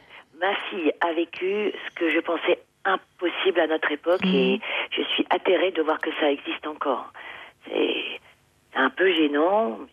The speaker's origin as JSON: {"language": "French", "town": "Créteil", "region": "Île-de-France", "country": "France", "tie": "born there", "said": "À Créteil. Je suis française."}